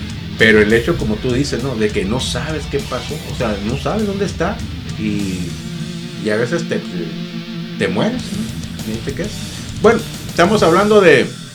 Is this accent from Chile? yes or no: no; Mexico; es una situación muy lamentable que como mexicano, a mí en lo particular no me enorgullece